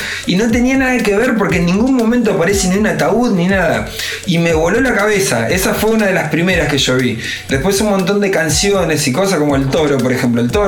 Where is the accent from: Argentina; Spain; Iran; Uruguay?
Argentina; Era, para mí, siendo argentino, era como ir, no sé, a otro mundo